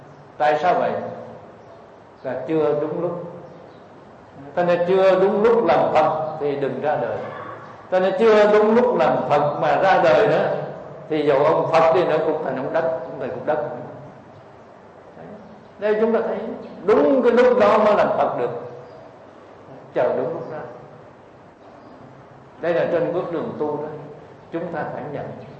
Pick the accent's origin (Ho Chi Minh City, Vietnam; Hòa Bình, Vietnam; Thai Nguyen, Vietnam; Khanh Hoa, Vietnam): Ho Chi Minh City, Vietnam; Cu Chi; Cho nên tôi ở thành phố Hồ Chí Minh mà tôi đi về quê của tôi ở Củ Chi, quê là vùng cách mạng.